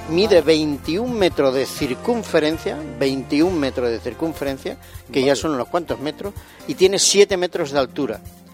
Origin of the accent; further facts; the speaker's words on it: Spain; porque somos españoles.